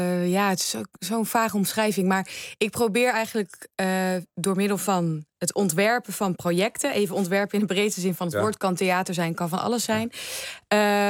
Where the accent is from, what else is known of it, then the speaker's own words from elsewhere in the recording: Apeldoorn, Gelderland, Netherlands; Apeldoorn.